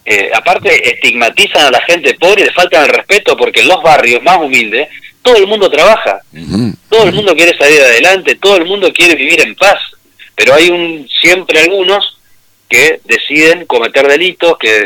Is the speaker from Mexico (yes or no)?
no; Argentina; creo que como argentinos estamos madurando